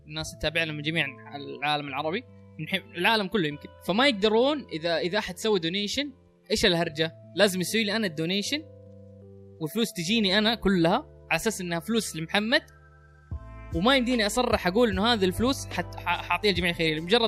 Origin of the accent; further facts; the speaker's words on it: Saudi Arabia; عندنا في السعوديه مره صعب انك تجمع تبرعات لانه عليه صعوبات قانونيه